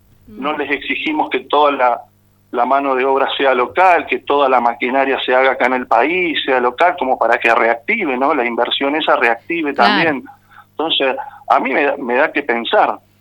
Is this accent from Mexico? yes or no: no; Argentina